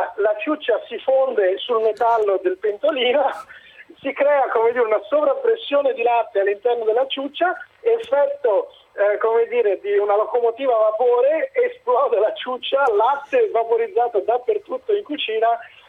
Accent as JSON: {"language": "Italian", "town": "Padua", "region": "Veneto", "country": "Italy", "said": "Io sono di Padova."}